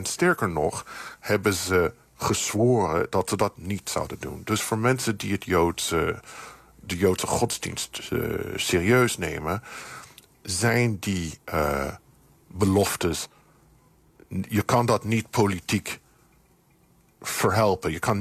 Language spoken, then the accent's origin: Dutch; United States; Jonge mensen in de Verenigde Staten, waar ik vandaan kom, onder de 40